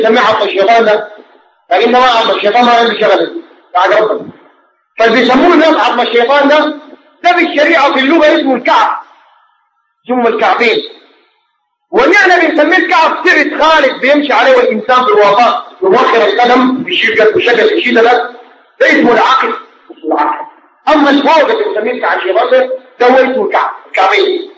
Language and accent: Arabic; Sudan; نحن كسودانيين فينا علم